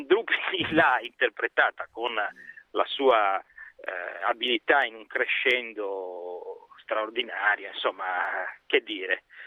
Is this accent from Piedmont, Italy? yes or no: no; Santa Maria della Versa, Lombardy, Italy; perché io sono di Santa Maria della Versa, di questi posti